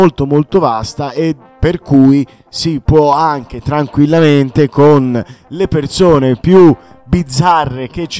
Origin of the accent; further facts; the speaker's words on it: Tuscany, Italy; alla fine io sono toscano